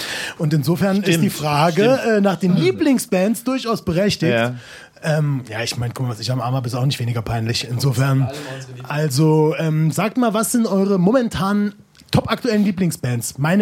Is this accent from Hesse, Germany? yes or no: no; Homburg, Saarland, Germany; Homburg-Saar ist eine Kleinstadt, wo ich herkomme und das ist eine Mittelstadt, eine Kreisstadt